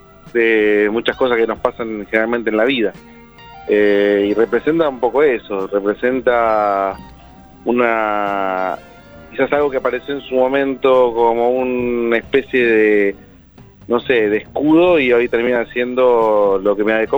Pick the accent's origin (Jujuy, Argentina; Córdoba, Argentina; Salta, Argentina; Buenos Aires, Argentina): Buenos Aires, Argentina; no hay club en Coghlan. Pero soy de Coghlan.